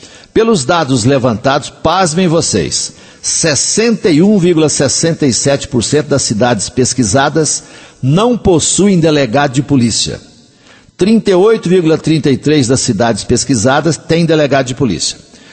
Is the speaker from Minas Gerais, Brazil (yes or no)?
yes; Coromandel, Minas Gerais, Brazil; eu vou começar na minha terra. E as pessoas ali de Coromandel, da região, que quiserem participar